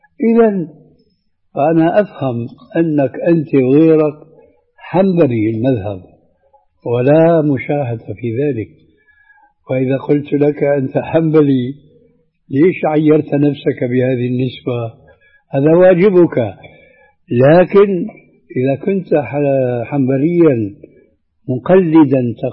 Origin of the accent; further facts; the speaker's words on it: Syria; فالآن كما يقولون أيضا عندنا في سوريا بساط أحمدي يعني واسع بحرية كاملة